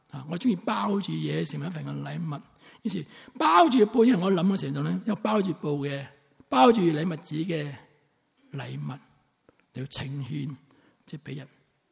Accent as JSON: {"language": "Chinese", "town": "Sanshui", "region": "Guangdong", "country": "China", "also_born_or_lived": "Zhaoqing", "said": "我是肇庆出生的。肇庆为什么出名人的嘛"}